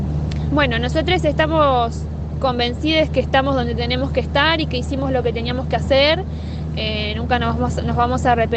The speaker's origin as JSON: {"language": "Spanish", "region": "Chubut", "country": "Argentina", "said": "soy de Chubut"}